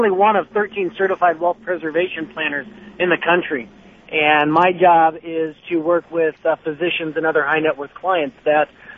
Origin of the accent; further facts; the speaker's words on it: Seattle, Washington, United States; Well, I'm from Seattle. I mean, look who runs our state.